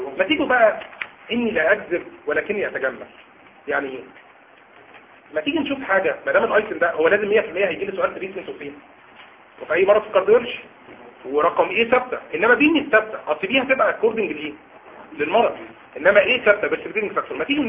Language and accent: Arabic; Upper Egypt, Egypt; انا صعيدي يعني زي عارفين قمه الصبر